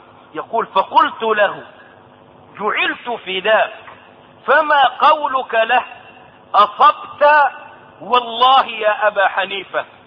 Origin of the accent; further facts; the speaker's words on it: Egypt; ومن قريب سمعت داعيتهم المزعوم عندنا في مصر